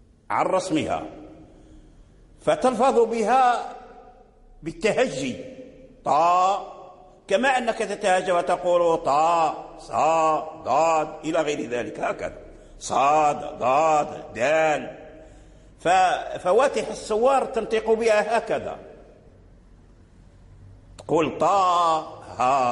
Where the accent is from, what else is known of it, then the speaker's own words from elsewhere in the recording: Morocco; الذي جرى به العمل عندنا في المغرب هي الإمالة الكبرى